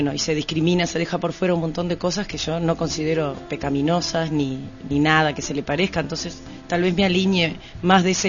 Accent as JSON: {"language": "Spanish", "region": "Paysandú", "country": "Uruguay", "tie": "born or raised there", "said": "yo nací en Paysandú, me crié mucho tiempo campo. En el campo mismo"}